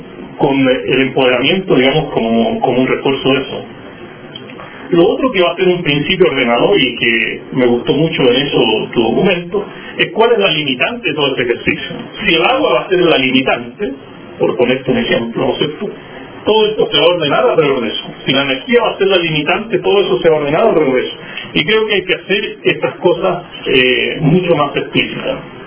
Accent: Chile; Entonces yo me pregunto como chileno

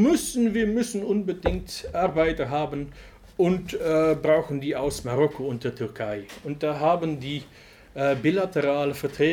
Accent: Flanders, Belgium; German is a second language; bei uns in Flandern und ich denke in ganz Westeuropa seinen Ursprung in die Immigration

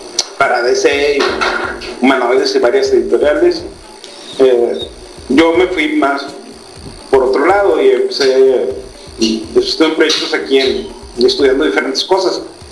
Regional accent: Monterrey, Nuevo León, Mexico; yo soy de Monterrey

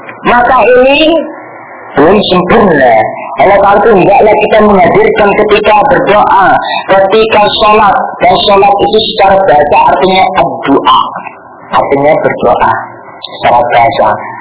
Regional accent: Surabaya, East Java, Indonesia; Ya, kalau saya aslinya Surabaya, kalau di Surabaya itu ada namanya Kampung Doli.

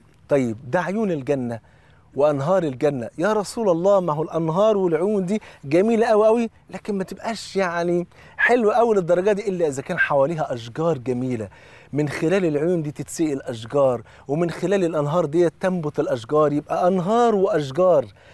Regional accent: Egypt; وطبعا انتوا عارفين الفول عندنا في مصر فرض عين،

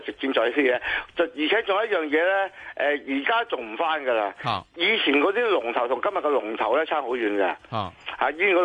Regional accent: Hong Kong

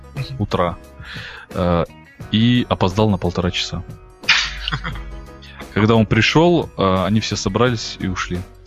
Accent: Kazakhstan; И он спросил, откуда мы такие, из Казахстана. И вот реально, кому не говоришь, мы из Казахстана, никто не знает, что это за страна.

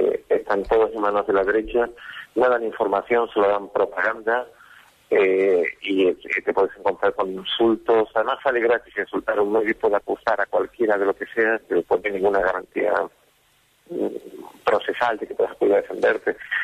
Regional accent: Canary Islands, Spain; also born or lived in Valladolid; yo provengo de Canarias, pero he desarrollado casi toda mi vida profesional en Valladolid.

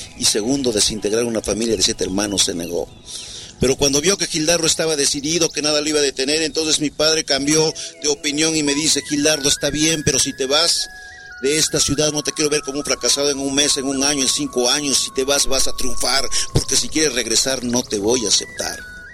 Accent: Santa María Yautepec, Oaxaca, Mexico; born there; yo nací en Oaxaca, en un pueblo que se llama Santa María Catepec, Yautepec. Mis padres, maestros de profesión, 7 hermanos … segundo de ellos

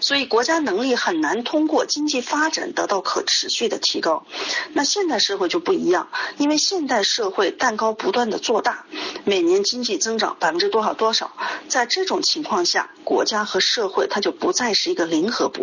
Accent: China; 所以我们中国人说这个祸兮福之所以啊

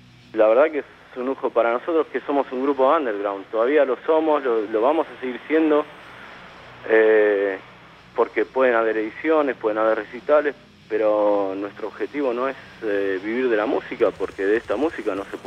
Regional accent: Argentina; now in Europe; Para mí como argentino es un flash porque estoy en Europa

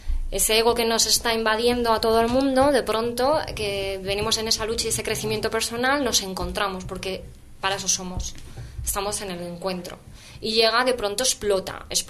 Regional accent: Madrid, Community of Madrid, Spain; Yo a nivel personal venía de la calle. Yo soy de Vallecas.

